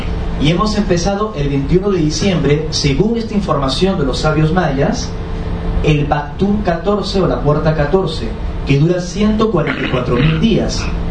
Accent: Lima, Peru; born there; Yo nací en Lima, en Perú, que es una sociedad muy conservadora. Estudié en los Hermanos Maristas. Es un colegio católico, apostólico, ortodoxo, cuadriculado, simétrico y romano.

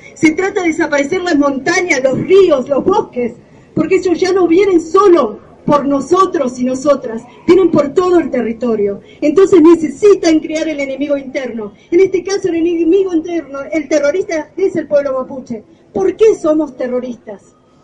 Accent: Chubut, Argentina; Vengo de la provincia de Chubut, de una comunidad mapuche que ha recuperado territorio en el año 99, que está a 100 kilómetros al sur de la ciudad de Esquel

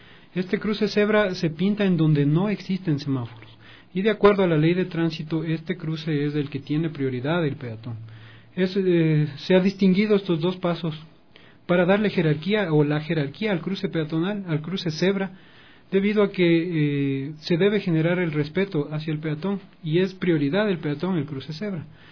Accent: Quito, Pichincha, Ecuador; Somos quiteños, somos cordiales.

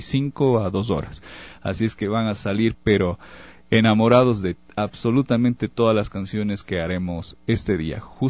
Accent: Ecuador; En la actualidad nosotros como ecuatorianos no debemos y no somos menos absolutamente que nada ni nadie.

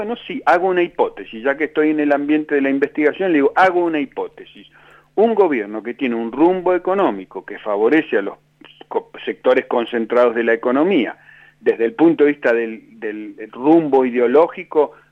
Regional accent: Neuquén, Argentina; Yo soy de Neuquén, imagínese

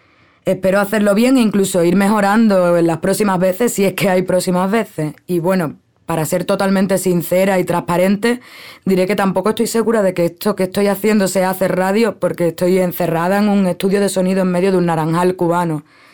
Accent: Cádiz, Andalusia, Spain; now in Cuba; Soy andaluza, de Cádiz, Cádiz. Vivo en Cuba, bueno, en realidad vivo en una escuela internacional en Cuba donde vive gente de todo el mundo.

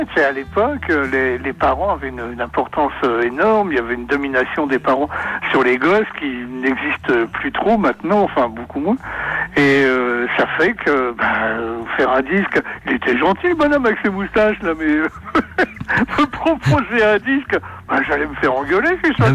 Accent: Paris, Île-de-France, France; born there; Mes parents habitaient là, et voilà. Et je suis né donc à Paris à la fin de la guerre.

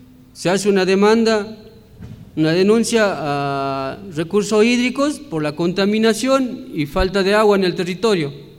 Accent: Salinas Grandes, Jujuy, Argentina; después hay un levantamiento también en Salinas Grandes, de donde vengo, por la defensa de la sal

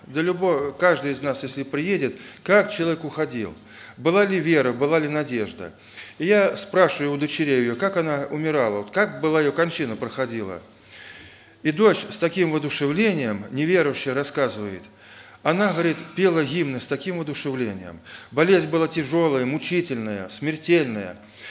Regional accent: Oryol, Oryol Oblast, Russia; Также я из Орла, из Орловской церкви.

